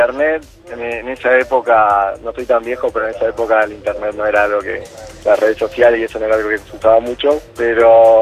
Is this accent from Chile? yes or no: no; Uruguay; la persona era de Argentina, yo soy uruguayo.